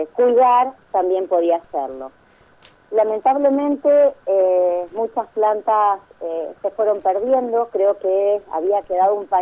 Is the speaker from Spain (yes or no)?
no; Entre Ríos, Argentina; A mí me encantaba estar en el jardín de mi casa, en los montecitos, yo crecí en Entre Ríos